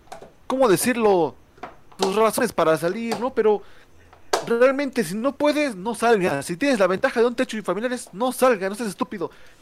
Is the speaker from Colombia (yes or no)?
no; Mexico; Somos de México, chingas madre.